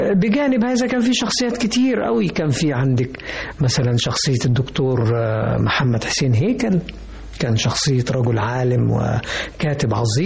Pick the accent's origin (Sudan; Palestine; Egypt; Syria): Egypt; Mansoura, Dakahlia; بحن طبعا الى المنشأ اللي نشأت فيه، منصورة مثلا، بلدنا يعني على النيل، جميلة جدا ولها شكل معين وفي مواطن جمالية متعددة جدا، برضو بحن وبسافر لها.